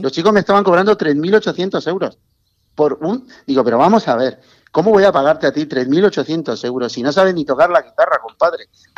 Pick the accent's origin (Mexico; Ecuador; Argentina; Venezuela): Mexico; now in Spain; yo soy mexicano, en realidad. Mexicano. Llevo aquí viviendo muchos años, llevo 41 años viviendo en España